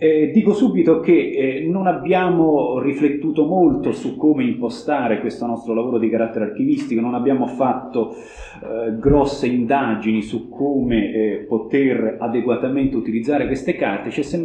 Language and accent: Italian; Rome, Lazio, Italy; Io mi sto occupando delle visite pastorali nell'ambito di Roma, vengo da Roma